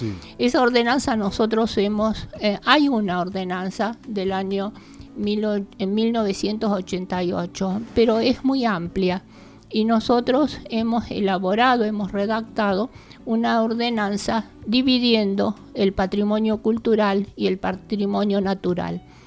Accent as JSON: {"language": "Spanish", "town": "Capilla del Monte", "region": "Córdoba", "country": "Argentina", "tie": "born there", "said": "casi todos somos nacidos aquí en Capilla del Monte"}